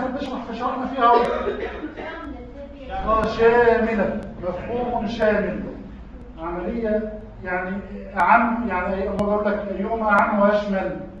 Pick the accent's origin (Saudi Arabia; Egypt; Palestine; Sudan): Egypt; أنا راجل محلل اجتماعي تربوي، كان في اعلان عندنا في مصر